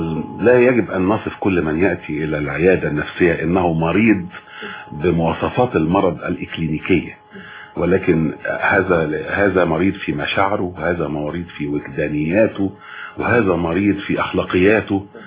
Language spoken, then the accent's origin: Arabic; Sebk El Dahhak, Monufia Governorate, Egypt; بلدنا اسمها سبك الضحاك, ومن هنا جاء